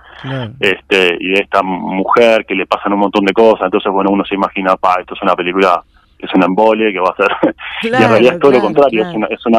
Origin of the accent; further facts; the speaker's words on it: Canelones, Uruguay; porque nosotros somos de Canelones, sí.